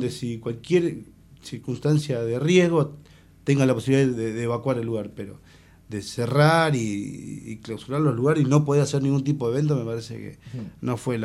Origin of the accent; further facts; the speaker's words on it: La Plata, Buenos Aires Province, Argentina; O sea, nosotros nos criamos acá en La Plata escuchando, haciendo peñas